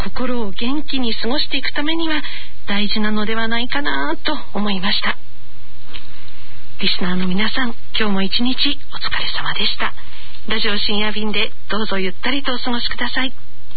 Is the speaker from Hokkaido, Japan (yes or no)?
yes; Sapporo, Hokkaido, Japan; 6月のこの時期になると、私のふるさと北海道札幌の初夏の風景を思い出します